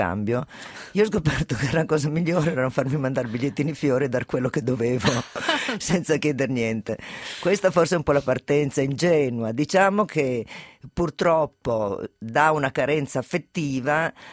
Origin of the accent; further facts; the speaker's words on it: Turin, Piedmont, Italy; born there; Io sono nata a Torino